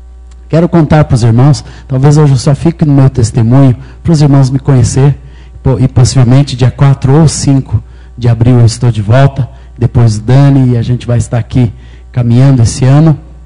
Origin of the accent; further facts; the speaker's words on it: Minas Gerais, Brazil; E eu sou mineiro, nasci em Minas Gerais no ano de 1958. Tenho 48 anos. E minha mãe era evangélica, meu pai judeu, ateu